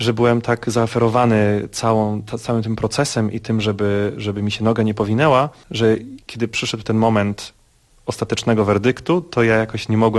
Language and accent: Polish; Brzesko, Lesser Poland, Poland; now in New York, United States; jestem barytonem z Brzeska w Małopolsce.